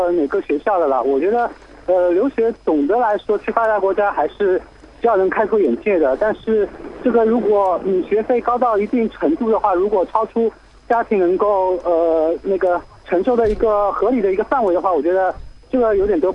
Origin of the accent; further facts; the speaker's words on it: Shanghai, China; 我来自上海。